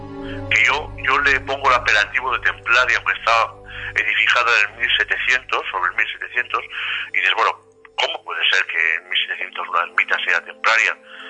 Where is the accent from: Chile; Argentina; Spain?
Spain; Teruel, Aragon; Esa es mi comarca de nacimiento. Bueno, yo me atreví a la libertad de iniciar el libro en Teruel, ya que soy yo de Teruel y es la zona que también más he vivido